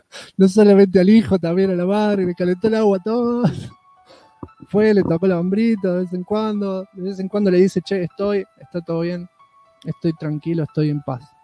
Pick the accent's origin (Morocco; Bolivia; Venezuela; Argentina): Argentina; Se llaman así porque la mayoría son argentinos, porque somos argentinos y bla.